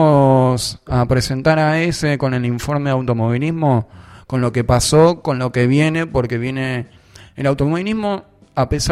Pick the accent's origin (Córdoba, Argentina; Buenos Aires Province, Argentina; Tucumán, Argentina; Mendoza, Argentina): Buenos Aires Province, Argentina; Remedios de Escalada; also born or lived in Rosario; si bien yo nací en Rosario, pero cuando vinimos para acá, vinimos a vivir en la Escalada.